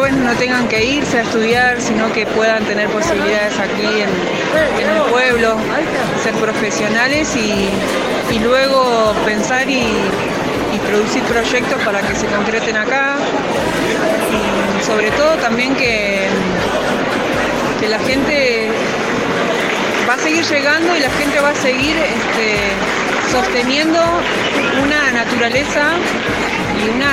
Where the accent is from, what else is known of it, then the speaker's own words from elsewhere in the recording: Epuyén, Chubut, Argentina; Yo nací y viví toda mi vida acá, hace 38 años que estoy en Empuyén.